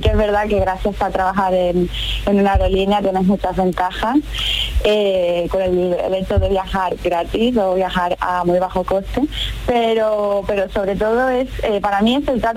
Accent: Seville, Andalusia, Spain; Yo soy de Sevilla.

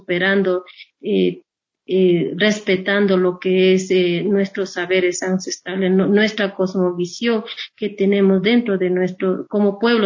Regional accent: Ecuador; a pesar de que nos dicen son indígenas, que nosotros nada tenemos que ver, somos parte del Estado, nosotros somos ecuatorianos.

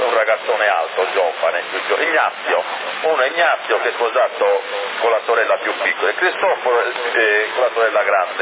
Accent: Ottava, Sardinia, Italy; siamo cresciuti assieme qui a Ottava

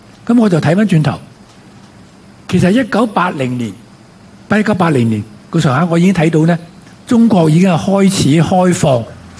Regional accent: Hong Kong; 即係佢以為我哋香港人，即係香港男人咧嚇，係中意跑馬、中意跳舞嘅啫嚇

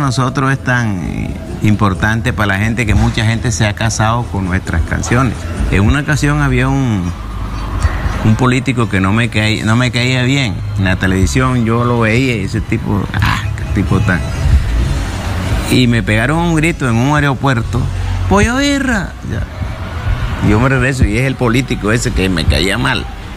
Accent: Colombia; Hay dificultades lamentables en mi país en este momento. Pero yo espero que se subsanen lo más pronto posible, porque los colombianos somos gente de alegría.

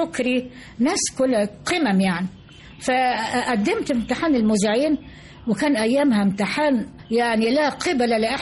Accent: Port Said, Port Said Governorate, Egypt; أنا جاي من بورسعيد ولا أعرف شيء عن القاهرة

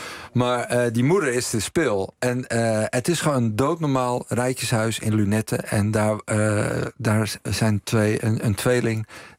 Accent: Utrecht, Netherlands; Ik kom uit Utrecht

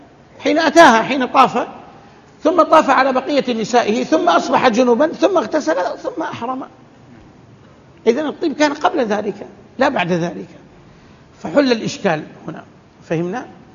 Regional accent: Hejaz, Saudi Arabia; عندنا في الحجاز كل نخلة يضعون حولها حفرة

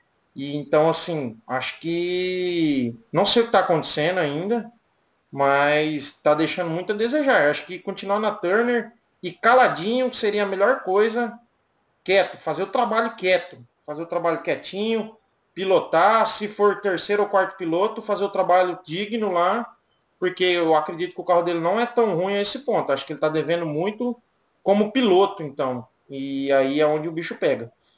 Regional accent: Brazil; porque a gente é brasileiro

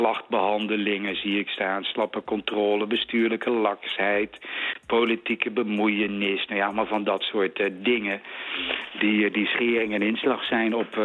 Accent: Wageningen, Gelderland, Netherlands; ik ben opgegroeid in Wageningen in de jaren 60.

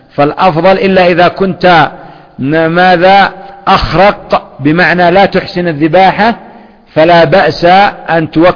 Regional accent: Yemen; لأن عندنا في اليمن يقول فلان ذهب حارم أو فلان حارم

